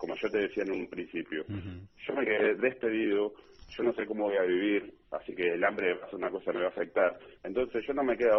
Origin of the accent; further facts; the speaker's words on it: Argentina; lo mal que estamos viviendo como ciudadanos, como argentinos, como trabajadores